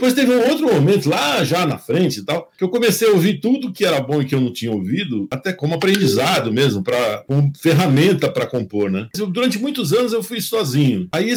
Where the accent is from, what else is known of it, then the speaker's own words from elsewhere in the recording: São Paulo, Brazil; Eu sou de São Paulo, nasci no bairro da Luz, né?